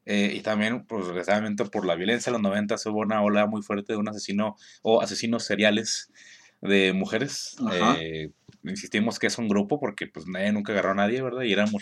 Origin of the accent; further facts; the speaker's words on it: Juárez, Chihuahua, Mexico; Cuando yo crecí, cuando yo nací aquí en Juárez